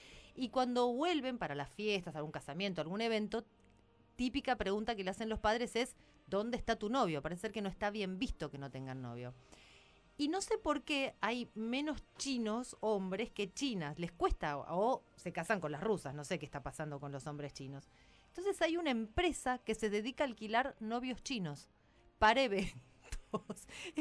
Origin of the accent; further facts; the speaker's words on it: Argentina; No somos los argentinos los que discriminamos. Son ellos los que nos discriminan.